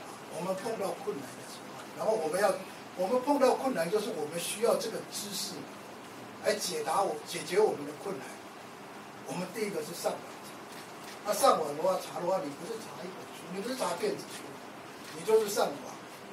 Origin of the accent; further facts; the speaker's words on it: Taiwan; 我是土生土长的台湾，我的祖先是在乾隆的时候到台湾来，所以我觉得我是台湾人。我太太是澎湖人，我们家跟北京没有关系。我们家也不听京剧，我们听也听歌仔戏